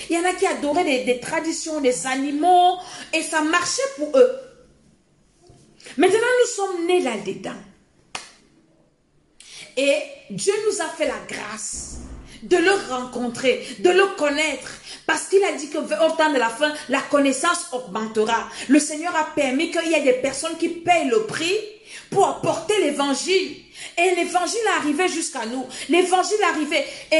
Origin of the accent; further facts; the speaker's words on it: Cameroon; avant que le réveil n'arrive, chez nous en Afrique, au Cameroun, peut-être c'est 1960.